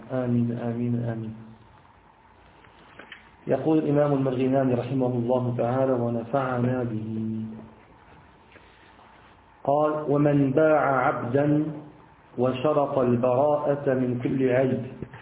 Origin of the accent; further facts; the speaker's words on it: Syria; عندنا في بلاد الشام في سوريا